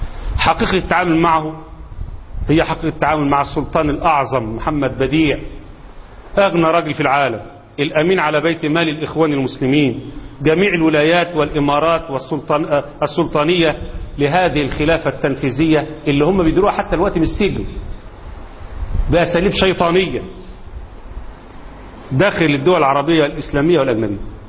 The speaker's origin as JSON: {"language": "Arabic", "country": "Egypt", "said": "سواء كان عندنا في مصر ولا في السعوديه ولا في اي دوله"}